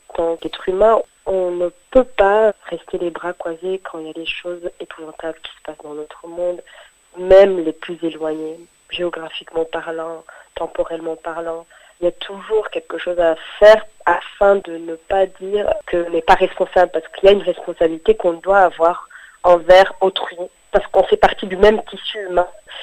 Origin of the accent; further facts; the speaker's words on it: France; en tant que Français, on peut ne pas rester indifférent